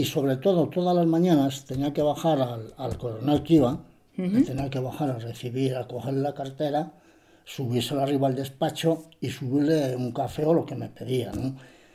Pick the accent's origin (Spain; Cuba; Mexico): Spain; Peñaranda de Bracamonte, Castile and León; Le digo, yo soy de Peñaranda de Bracamonte.